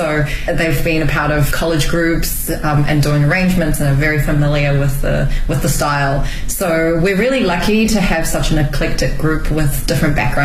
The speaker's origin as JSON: {"language": "English", "region": "Auckland", "country": "New Zealand", "lives_now": "Beijing, China", "said": "I'm from Auckland, New Zealand."}